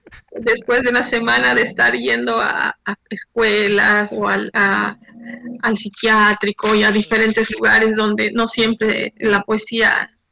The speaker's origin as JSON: {"language": "Spanish", "region": "La Paz", "country": "Bolivia", "tie": "born there", "lives_now": "Santa Cruz, Bolivia", "said": "Desde Santa Cruz. Yo vivo en Santa Cruz ya hace 14 años, aunque nací en La Paz, que mencionabas."}